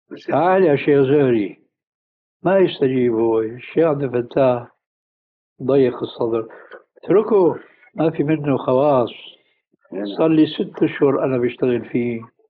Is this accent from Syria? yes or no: yes; Syria; المدارس القديمة عندنا في الشام عبارة عن طابقين في باحة سماوية واسعة فيها بحيرة.